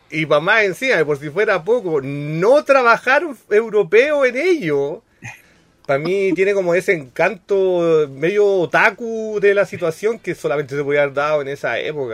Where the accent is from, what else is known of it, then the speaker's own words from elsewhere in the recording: Chile; yo soy el weón más feliz del mundo como chileno que eso sea un producto hecho acá